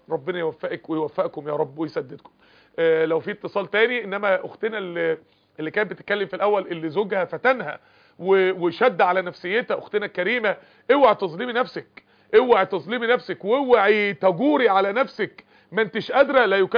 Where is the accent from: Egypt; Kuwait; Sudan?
Egypt; Mansoura, Dakahlia; احنا عندنا في المنصورة هنا معظم الاسر اللي اعرفها ملتزمة